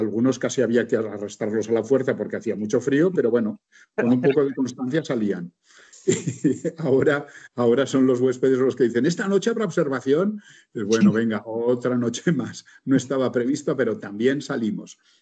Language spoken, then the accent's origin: Spanish; Barcelona, Catalonia, Spain; Sí, bueno, yo soy de Barcelona.